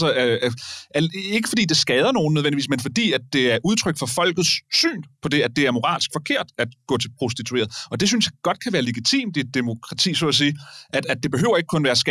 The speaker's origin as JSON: {"language": "Danish", "town": "Hillerød", "region": "Capital Region of Denmark", "country": "Denmark", "tie": "born or raised there", "said": "da jeg voksede op i Hillerød"}